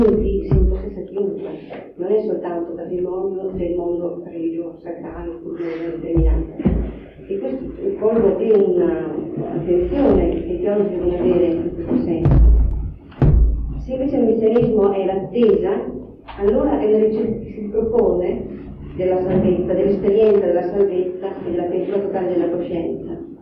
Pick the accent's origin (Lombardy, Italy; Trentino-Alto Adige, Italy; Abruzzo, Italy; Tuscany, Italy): Trentino-Alto Adige, Italy; Trento; Sì, io sono di Trento.